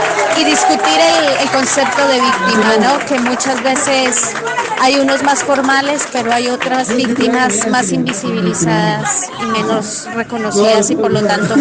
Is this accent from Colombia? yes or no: yes; Colombia; vengo de Colombia.